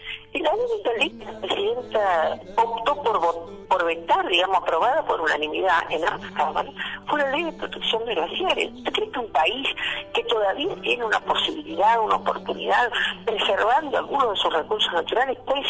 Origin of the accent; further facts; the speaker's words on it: Argentina; la sociedad empiece a tomar conciencia de que todos somos argentinos